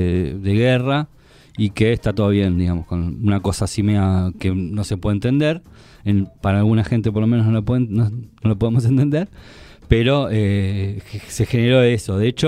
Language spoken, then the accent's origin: Spanish; Uruguay; Bueno, decir que soy uruguayo.